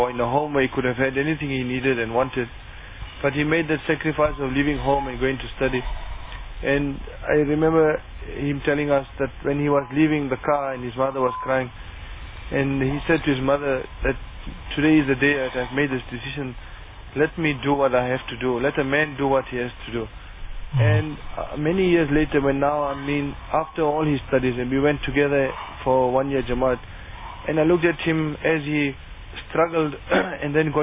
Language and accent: English; Bethal, Mpumalanga, South Africa; I'm from Bethal.